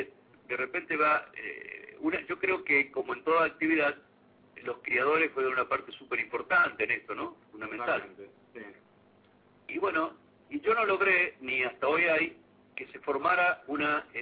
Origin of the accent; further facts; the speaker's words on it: Arteaga, Santa Fe, Argentina; nunca paró la actividad en ese pequeño pueblo, que es mi pueblo, que es Arteaga.